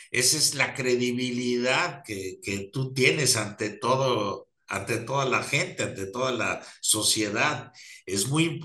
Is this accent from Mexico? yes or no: yes; Mexico; La reputación que tiene nuestro país o nosotros como mexicanos es maravillosa a nivel mundial.